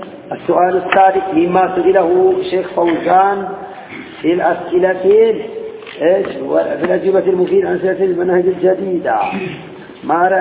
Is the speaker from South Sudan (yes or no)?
no; Sudan; إني أنا من السودان